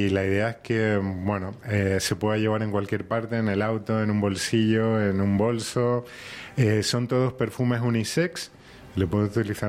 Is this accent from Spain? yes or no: yes; Spain; now in Argentina; llevo poquito tiempo, 5 años en la zona, soy de España. Y mientras hacía mi casita, alquilaba en Merlo.